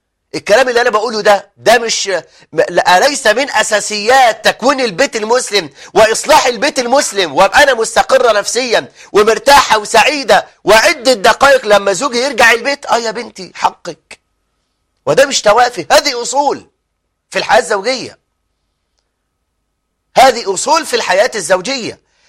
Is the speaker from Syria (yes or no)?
no; Egypt; احنا عندنا في مصر يا شباب